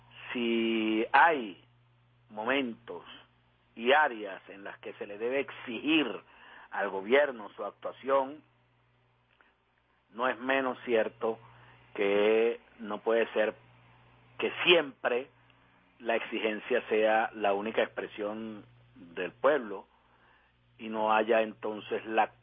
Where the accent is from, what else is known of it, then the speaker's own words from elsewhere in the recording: Venezuela; Hagamos eso como venezolanos